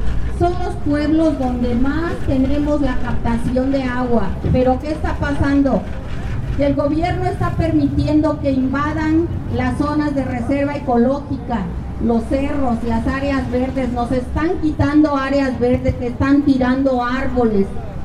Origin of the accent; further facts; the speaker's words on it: San Francisco Tlaltenco, Mexico City, Mexico; Nosotros venimos del pueblo de San Francisco Tlaltenco, perteneciente a la alcaldía Tláhuac.